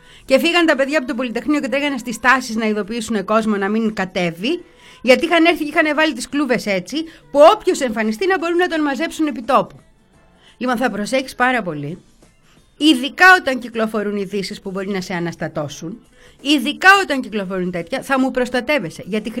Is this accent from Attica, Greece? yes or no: yes; Petroupoli, Attica, Greece; Εγώ έμεινα τώρα, μεγάλωσα στην Πετρούπολη.